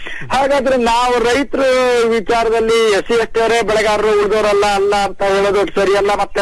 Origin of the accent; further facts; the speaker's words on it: Sagar, Karnataka, India; ಸಾಗರದಲ್ಲಿ ಸರ್ ನಮ್ದು ಕಲ್ಲಲ್ಲ ಗುಬ್ಬಿಗ ಅಂತ ಬರುತ್ತೆ.